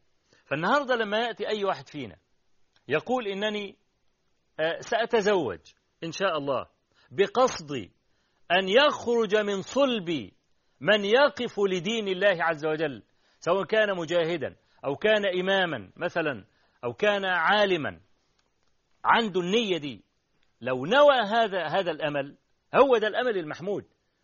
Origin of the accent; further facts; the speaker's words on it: Egypt; عندنا في مصر